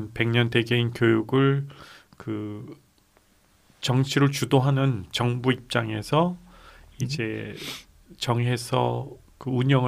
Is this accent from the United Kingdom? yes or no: no; South Korea; moved away as an adult; now in New Zealand; 저도 이제 한국에서 대학원까지 다니고 뭐 공부를 직접 거기에서 자라면서 커가면서 해왔기 때문에 그리고 이제 그곳에서 입학 시험을 치르고 이제 전부 자라왔던 세대이기 때문에